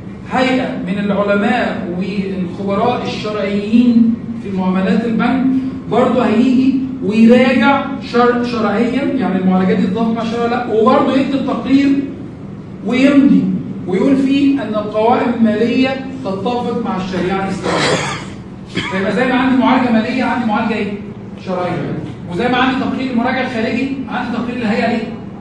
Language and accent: Arabic; Egypt; في عندنا في مصر